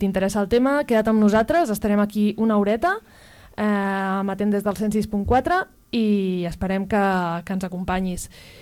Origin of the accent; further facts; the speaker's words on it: Manresa, Catalonia, Spain; tant les que som de Manresa com les que estem escoltant el programa des de fora.